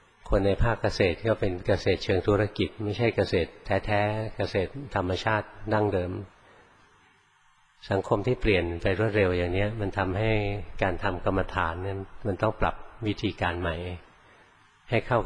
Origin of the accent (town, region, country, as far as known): Bangkok, Thailand; born or raised there